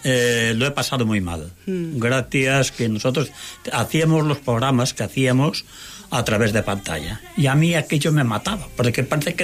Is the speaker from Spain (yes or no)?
yes; Galicia, Spain; now in Germany; Porque yo estuve como gallego, también fui a dar mi vuelta a Alemania.